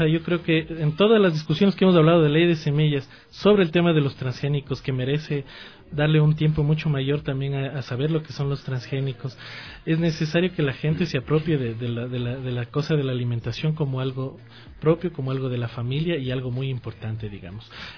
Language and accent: Spanish; Ecuador; sino a nuestras realidades como ecuatorianos